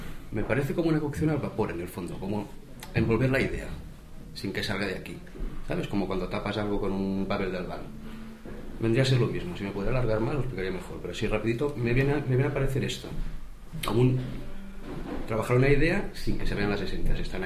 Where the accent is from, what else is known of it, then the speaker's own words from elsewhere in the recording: Arbúcies, Catalonia, Spain; vengo de Arbucias, Girona